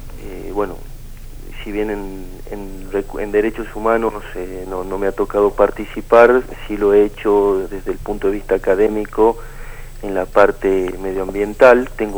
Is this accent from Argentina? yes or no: yes; Tucumán, Argentina; soy abogado tucumano. Estoy a cargo de la oficina de la Defensoría del Pueblo de la Nación en Tucumán, en el carácter de delegado.